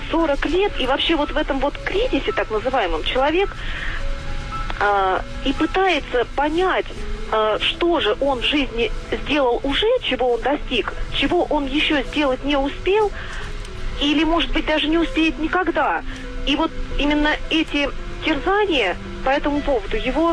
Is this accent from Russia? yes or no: yes; Volgograd, Volgograd Oblast, Russia; Я из Волгограда, журналист.